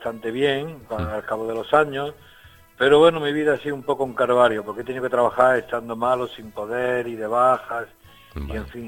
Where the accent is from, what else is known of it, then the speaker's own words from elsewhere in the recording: Granada, Andalusia, Spain; born there; moved away; Yo soy nacido en Granada, pero me vine aquí en el año 78.